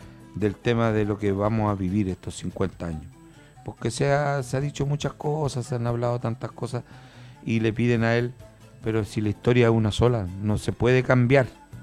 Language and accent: Spanish; Chile; la hegemonía de nuestra patria, cómo somos como chilenos.